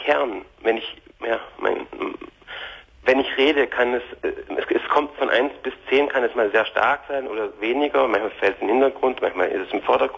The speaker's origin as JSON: {"language": "German", "country": "Germany", "moved": "yes", "lives_now": "Switzerland", "said": "Heute, wie gesagt, lebe ich mit meiner Frau. Wir sind aus Deutschland ausgewandert in die Schweiz."}